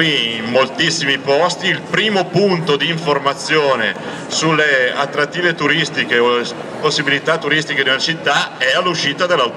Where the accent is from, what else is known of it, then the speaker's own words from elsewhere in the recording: Milan, Lombardy, Italy; io mai all'estero avrei detto che sono di Milano